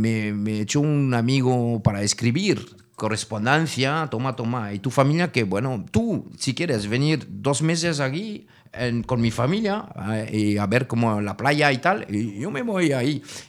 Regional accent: Sète, Occitania, France; en mi tierra, que era como un pueblo que se llama Setes, en Languedoc, en Cataluña, ahí en Francia, se hablaba catalán y español también, mucho

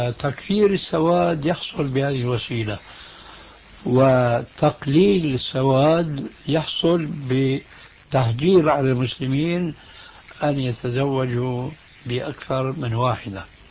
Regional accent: Syria; ولذلك لما انسحب الفرنسيون من بلادكم الجزائر أو من بلادنا سوريا

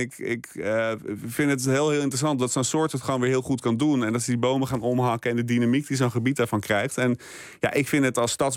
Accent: Amsterdam, North Holland, Netherlands; bevers die kom je weinig tegen bij ons in de stad

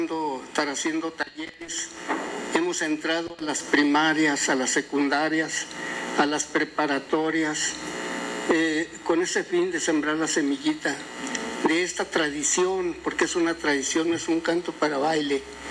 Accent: Durango, Mexico; Nosotros somos del estado de Durango.

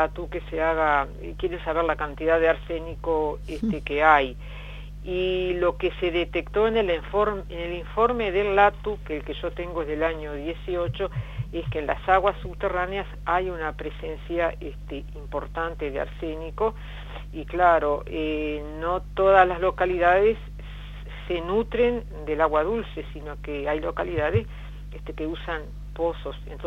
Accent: Santa Clara de Olimar, Treinta y Tres, Uruguay; born there; que nace en Santa Clara de Olimar, mi pueblo natal

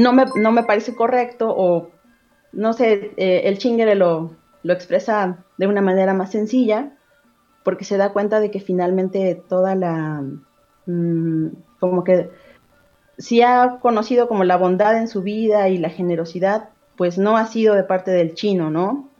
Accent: Tenancingo, Mexico; en el contexto en el que yo crecí en Tenancingo

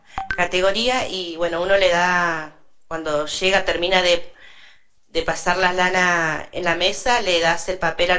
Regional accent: Cushamen, Chubut, Argentina; yo vengo de Cusamen, pero hace como 14 años estoy viviendo acá en el paraje de Mallinagado.

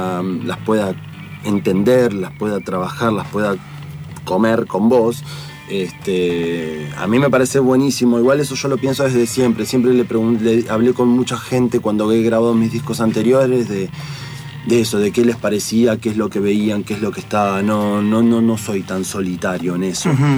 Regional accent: La Plata, Buenos Aires Province, Argentina; porque encima soy de La Plata

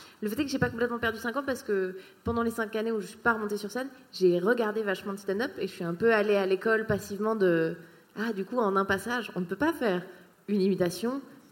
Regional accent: Switzerland; moi, je suis suisse à la base. Et donc, en fait, la parenthèse française, c'était parce que j'étais à l'université ici.

